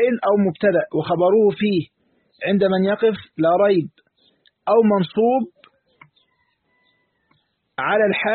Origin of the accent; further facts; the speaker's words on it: Egypt; واحنا كمصريين يعني واللغه بتاعتنا كده معروفه